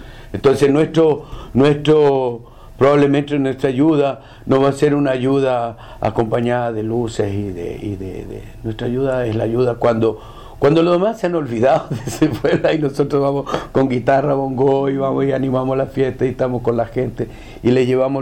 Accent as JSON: {"language": "Spanish", "country": "Chile", "said": "No somos jaguares, somos chilenos. ¿Cachai? Y eso es lo que hay que entender. Y yo no soy el brasilero, yo soy chileno, güey."}